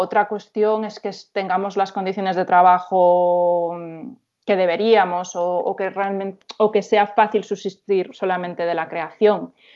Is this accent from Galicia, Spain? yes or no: yes; A Coruña, Galicia, Spain; aparte yo soy de Monte Alto, que si conoces la ciudad es como uno de los barrios más kinkies y así.